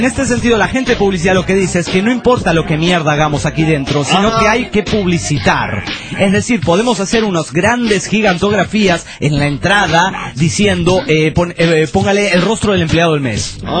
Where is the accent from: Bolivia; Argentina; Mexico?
Bolivia; La Paz; de La Paz, Bolivia.